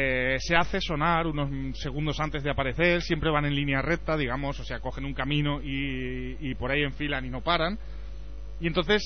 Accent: Aragon, Spain; Es en Aragón, como aragonés te digo que hay

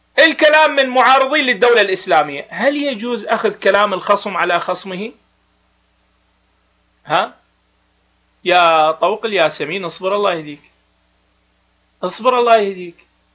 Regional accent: Iraq; بابا انا ادفع الثمن كعراقي، انت شو معرفك بالعراق؟

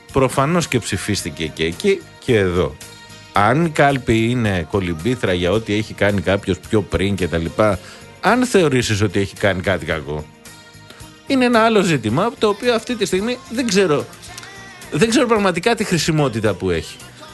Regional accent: Kastelli, Crete, Greece; Εγώ, το χωριό μας είναι στο Καστέλι.

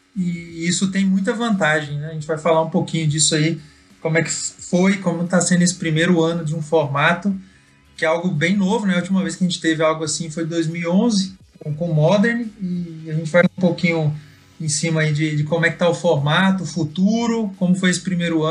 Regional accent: Goiânia, Goiás, Brazil; Isso mesmo, sou aqui de Goiânia

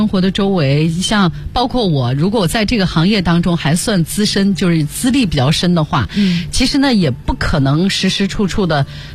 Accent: China; 因为按照我们中国人传统的习俗嘛

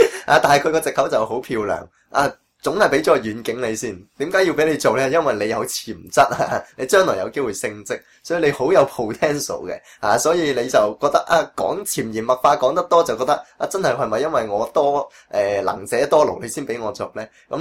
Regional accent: Hong Kong; 我哋都系香港人工作嘅精神啦

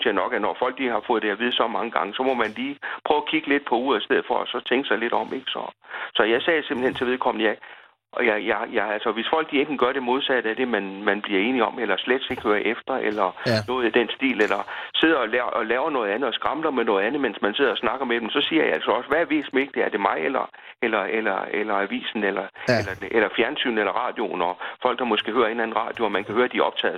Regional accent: Mors, North Denmark Region, Denmark; now in Copenhagen, Denmark; Fra Mors i Jylland. Der kommer jeg fra, men jeg har boet i København siden 77. Jeg bor i Valby i øjeblikket.

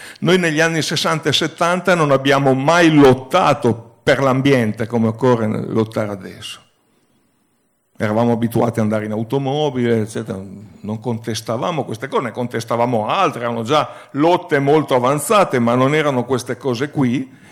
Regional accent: Turin, Piedmont, Italy; non a caso io vengo da Torino

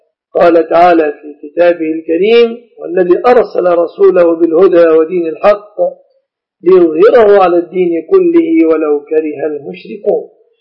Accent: Egypt; بلادنا مصر

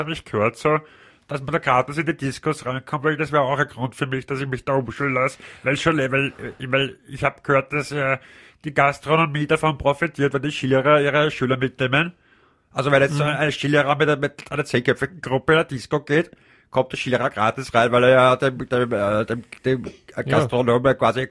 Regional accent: Leoben, Styria, Austria; Nein, ich bin ja aus Leoben.

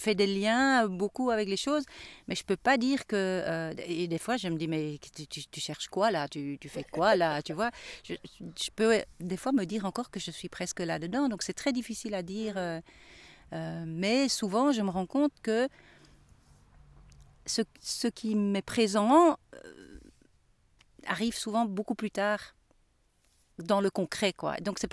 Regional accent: Switzerland; Bon, moi, j'ai grandi en Suisse. Le contact avec la nature est quand même fort présent. Il y a beaucoup de lacs, il y a beaucoup de montagnes

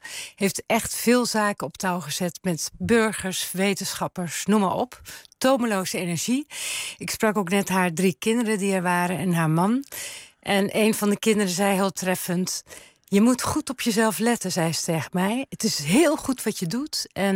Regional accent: Terneuzen, Zeeland, Netherlands; Ik ben geboren in Terneuzen, Zeeuws-Vlaanderen. Ik heb daar echt de situatie zien verslechteren met de Westerschelde.

